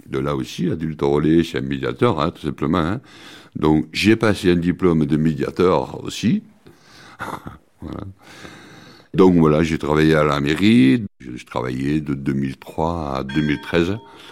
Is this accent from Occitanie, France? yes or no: yes; Carcassonne, Occitanie, France; Moi, mes parents sont de Carcassonne depuis trois générations, quoi. On est des Carcassonnais.